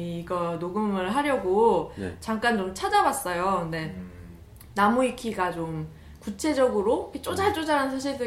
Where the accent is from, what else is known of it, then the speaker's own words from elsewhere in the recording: South Korea; 외래 문화에 약하죠. 우리는 한국인이니까.